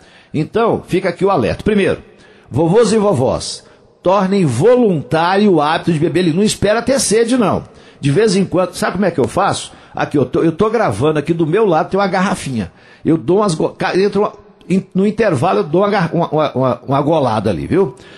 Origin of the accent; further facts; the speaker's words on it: Coromandel, Minas Gerais, Brazil; lá na minha terra, em Coromandel